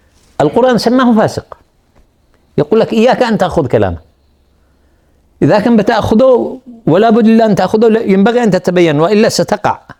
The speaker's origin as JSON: {"language": "Arabic", "country": "Yemen", "said": "وأذكر لكم قصة عملية حصلت عندنا في اليمن"}